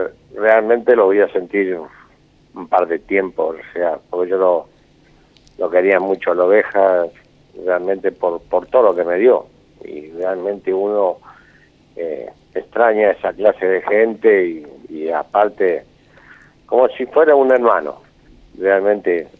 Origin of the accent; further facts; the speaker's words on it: Santa Fe, Argentina; moved away as an adult; Yo vine de Santa Fe en el 71 a San Lorenzo de Almagro